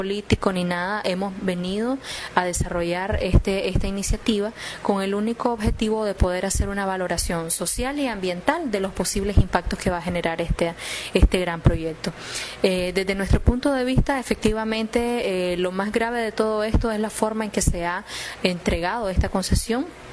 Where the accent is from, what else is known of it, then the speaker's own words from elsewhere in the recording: Nicaragua; todos los derechos que constitucionalmente nosotros tenemos como nicaragüenses.